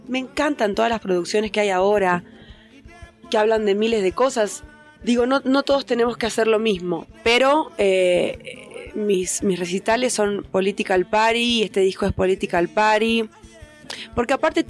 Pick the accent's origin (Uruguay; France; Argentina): Argentina; Patagonia; allá yo soy de la Patagonia, del sur, y cuando era piba no había internet